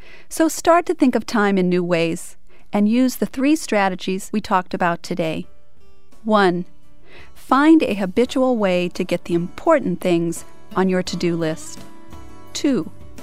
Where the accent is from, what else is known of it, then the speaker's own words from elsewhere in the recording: United States; I was doing what I got rewarded for as an American.